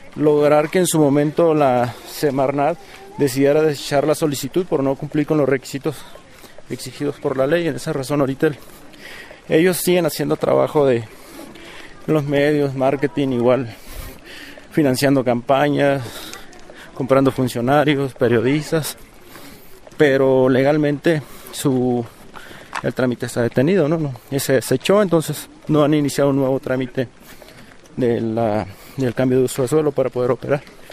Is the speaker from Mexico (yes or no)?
yes; Baja California Sur, Mexico; vengo de Baja California Sur.